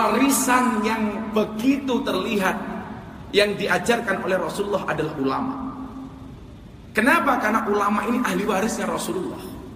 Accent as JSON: {"language": "Indonesian", "town": "Ponorogo", "region": "East Java", "country": "Indonesia", "also_born_or_lived": "Lampung", "said": "Kebetulan saya aslinya Ponorogo tapi lahir di Lampung. … putra Jawa kelahiran Sumatera."}